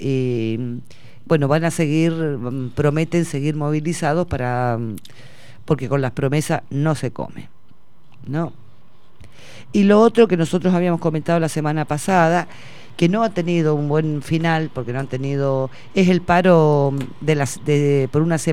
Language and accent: Spanish; Buenos Aires, Argentina; nosotros que somos de Parque Patricios, ¿no?